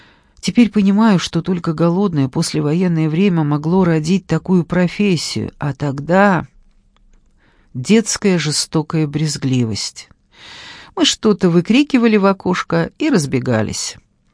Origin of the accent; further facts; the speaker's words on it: Moscow, Russia; Я родилась и выросла на Миусах. Загадочный топоним. Миусы. Это район возле Белорусского вокзала.